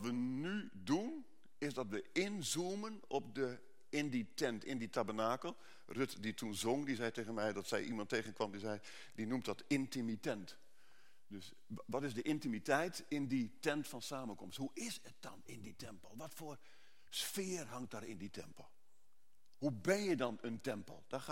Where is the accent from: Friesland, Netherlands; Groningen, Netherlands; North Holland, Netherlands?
Groningen, Netherlands; Ik weet niet waar jullie vandaan komen, ik kom uit Groningen en dan hebben we hekel aan gebakken lucht.